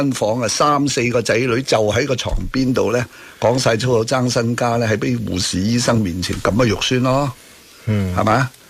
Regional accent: Hong Kong; 咁等到我哋香港人咧係可以多個選擇啦

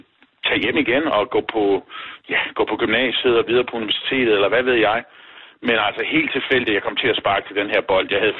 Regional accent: Struer, Central Denmark Region, Denmark; Det var jeg jo vant til fra barndomsben at være med i klubmiljøet derhjemme i Struer.

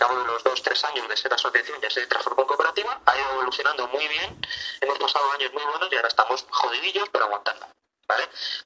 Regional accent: Madrid, Community of Madrid, Spain; somos de Aluche de toda la vida y hemos estado mucho tiempo en Carabanchel, pero en los últimos tiempos estamos aquí en Usera, aunque no estamos muy integrados, muy asentados, muy enraizados en el barrio y en el distrito

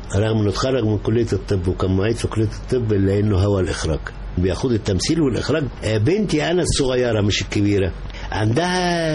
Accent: Egypt; كمصري أنا اللي أساس الكون

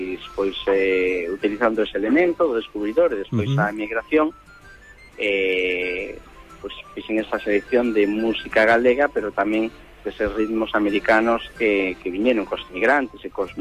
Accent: Poio, Galicia, Spain; eu son de Porto Santo, aquí de Pollo

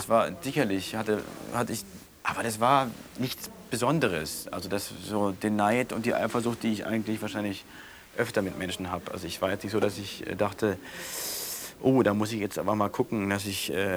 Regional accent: West Germany, Germany; Ich bin Wessi und Journalist.

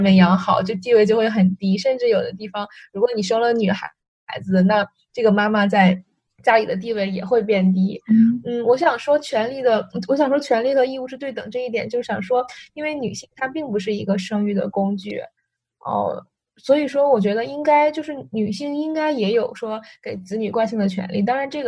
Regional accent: North China, China; 其实在我们那边，就我是北方人，但是在我们那边也是有这样的传统

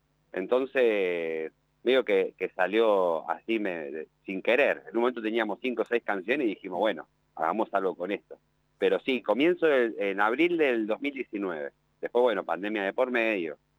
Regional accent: Berisso, Buenos Aires Province, Argentina; si bien no somos de Uruguay, toda la banda es de la ciudad de Berizo, al lado de La Plata

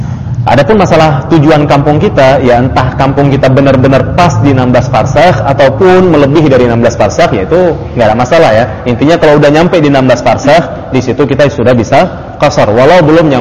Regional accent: North Sumatra, Indonesia; Dan bagi saya Sumut adalah kampung saya, begitu.

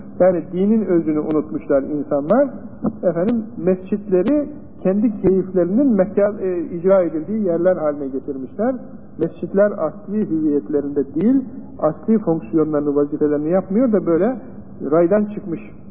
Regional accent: Çanakkale, Turkey; Benim de, yani Çanakkale benim memleketim olduğundan, canım istedi ki, üniversitede sen var ama, o köye gideyim

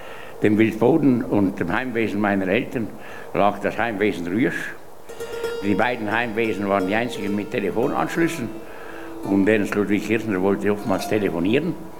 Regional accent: Graubünden, Switzerland; Ich bin geboren im Jahr 1925. Ich war also, als Ernst Ludwig Kirchner sich das Leben genommen hat, gerade 13-jährig. Ja, ich bin als Bauernbub aufgewachsen in der Nachbarschaft des Heimwesens Wildboden

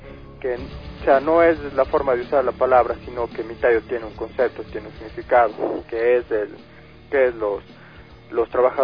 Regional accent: Ecuador; buscábamos un nombre que nos dé identidad como pueblo, identidad como ecuatorianos

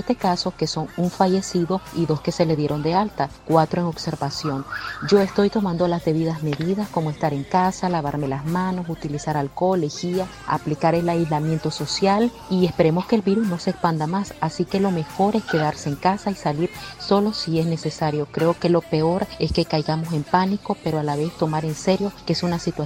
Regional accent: Nicaragua; de Nicaragua.

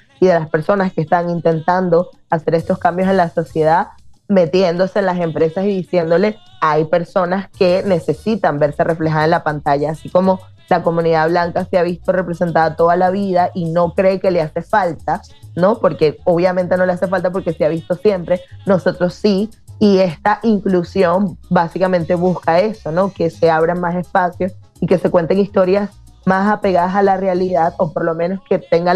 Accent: Venezuela; y las tres somos venezolanas

